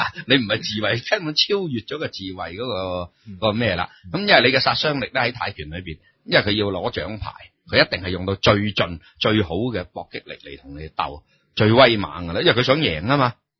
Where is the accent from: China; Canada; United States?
China; 因为我哋中国人咧，同人哋即系，所以我哋依家教学都系噶。